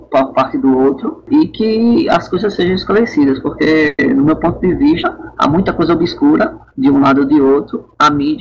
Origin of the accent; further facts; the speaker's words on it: Brazil; quem sofre com tudo isso somos nós brasileiros